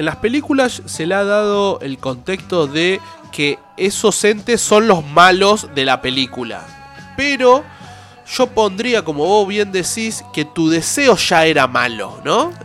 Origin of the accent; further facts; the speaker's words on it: Olavarría, Buenos Aires Province, Argentina; born there; pasa allá en mi ciudad, que por ahí me vio nacer, que es en Olavarría